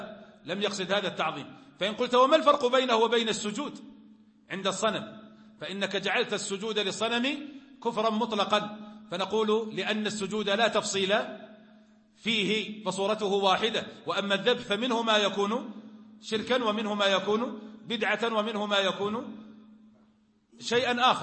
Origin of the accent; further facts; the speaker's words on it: Najd, Saudi Arabia; كان عندنا في نجد في وقت